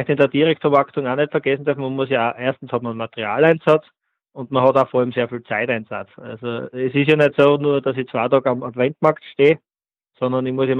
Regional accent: Frohnleiten, Styria, Austria; bin aus Fronleiten, das ist in der Steiermark.

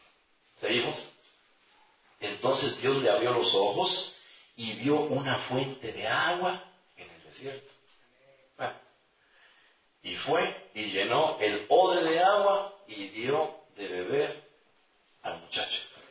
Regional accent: Argentina; Ah, no, somos argentinos.

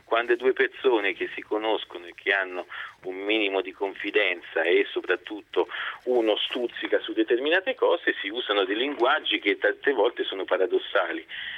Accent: Rome, Lazio, Italy; accent: Tuscan; Sempre, io sono nato e vissuto

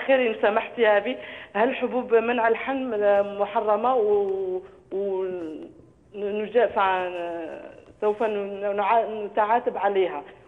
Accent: Algeria; now in France; احنا من الجزائر اصلا من الجزائر

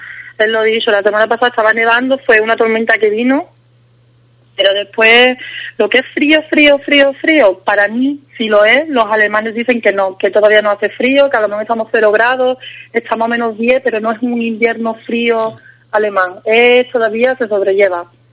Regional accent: Spain; now in Germany; tú como española sabes que no es lo tuyo, entonces prefieres no comerlo

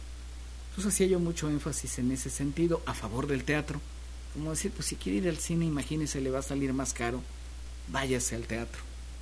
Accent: Xalapa, Veracruz, Mexico; Quienes somos nativos de Jalapa recordamos por allí la terminal de autobuses

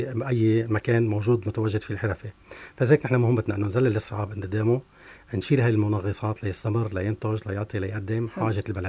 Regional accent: Tartus Governorate, Syria; نحن عندنا التراث السوري والتراث التقليدي عندنا في طرطوس له طابع خاص وله مميزات خاصة

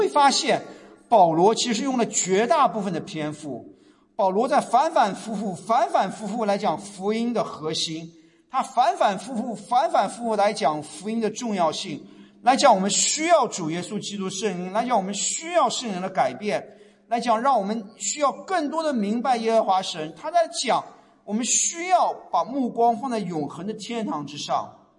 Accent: China; moved away; 特别是我们这些从大陆过来，从中国，从亚洲移民过来的，在国内受到的教育，从小受到教育

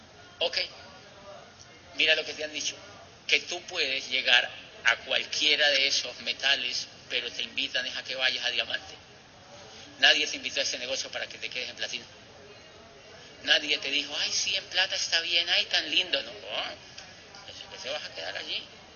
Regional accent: Colombia; En mi país, se sabe que Colombia es uno de los países donde más esmeraldas por metro cuadrado hay en una zona en el mundo.

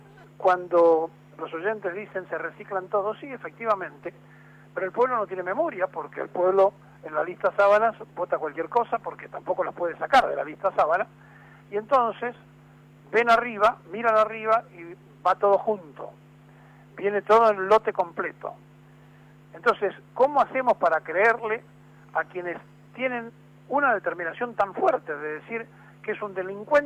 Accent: Argentina; así somos los argentinos.

